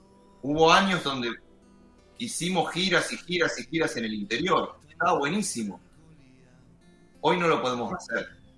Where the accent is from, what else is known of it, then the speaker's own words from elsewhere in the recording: New York, United States; born there; cuando nací en Long Island me parece medio tonto